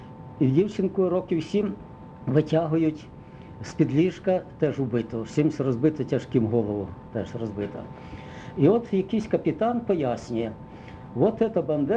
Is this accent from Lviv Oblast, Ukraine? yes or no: no; Zhytomyr Oblast, Ukraine; а я з Житомирщини.